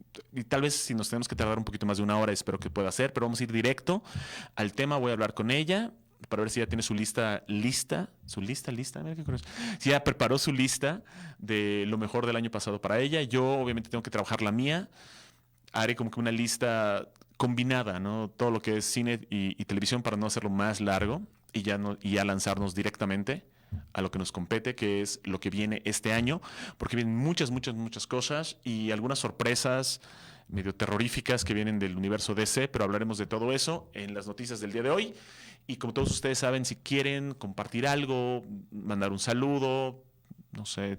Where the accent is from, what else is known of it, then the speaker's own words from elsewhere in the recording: Mexico City, Mexico; born there; regresé ahorita a mi tierra natal, a mi lugar adoptivo, al lugar que más amo, que es la Ciudad de México